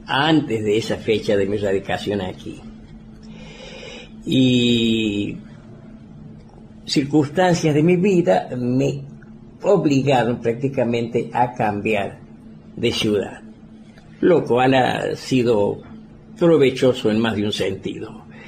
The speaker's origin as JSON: {"language": "Spanish", "town": "Río Cuarto", "region": "Córdoba", "country": "Argentina", "tie": "born there", "lives_now": "Villa Dolores, Argentina", "said": "Yo nací en Río Cuarto, ciudad del sur de Córdoba, el 9 de diciembre de 1931. No hace falta saber matemática para calcular que mi edad es mucha, 85"}